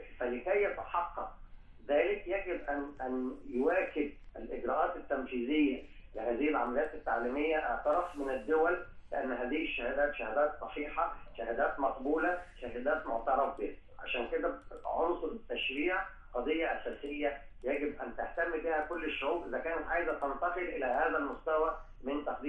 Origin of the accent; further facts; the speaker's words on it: Egypt; احنا تربينا، يمكن انا جيل اقدم شويه، تربينا على اننا في مصر بننتمي لمجموعه دوائر، الدائره العربيه والدائره الافريقيه والدائره الاسلاميه،